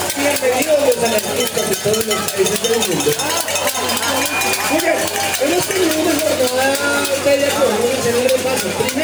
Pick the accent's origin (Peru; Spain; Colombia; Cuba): Colombia; Bogotá; Y es muy compromiso como bogotano venir y recordarlo cada vez que estoy en el país.